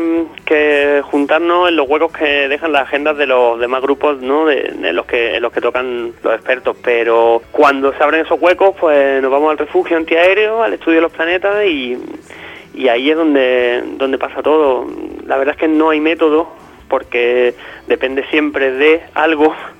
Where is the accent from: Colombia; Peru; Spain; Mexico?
Spain; Granada, Andalusia; No somos de Nashville, ¿no? Por mucho que nos guste la música de Nashville, somos de Granada.